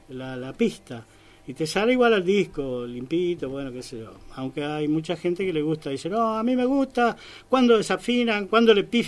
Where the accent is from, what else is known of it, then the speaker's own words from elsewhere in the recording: Uruguay; Después, a los 14 años, empecé a estudiar guitarra en Montevideo. Yo soy de Uruguay, como sabrán